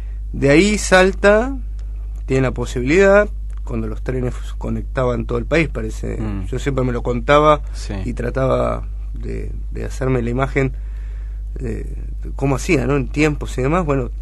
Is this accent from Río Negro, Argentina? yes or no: no; San Miguel, Buenos Aires Province, Argentina; also born or lived in Lanús; Nací a los dos días, nos vinimos a vivir a San Miguel.